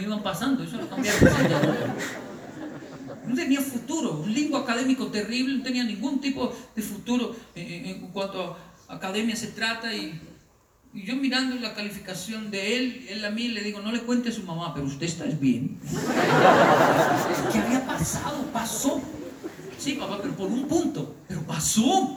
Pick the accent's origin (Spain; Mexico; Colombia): Colombia; una frase con la cual yo crecí y me amenazaron en Colombia.